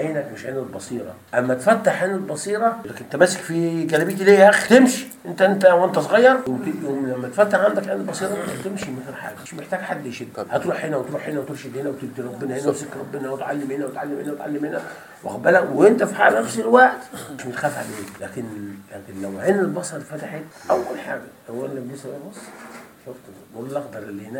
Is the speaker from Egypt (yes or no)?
yes; Egypt; احنا لما دخلنا احنا مصريين